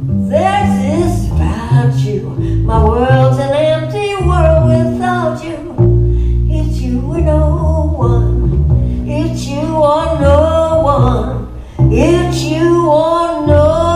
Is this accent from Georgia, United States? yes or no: no; New York City, New York, United States; I am a New Yorker. I live in New York City. Have for 70 years.